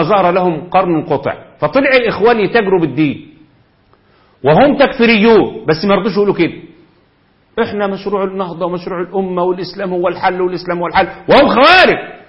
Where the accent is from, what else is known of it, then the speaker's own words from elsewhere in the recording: Egypt; وده اللي حصل عندنا في مصر في كل مكان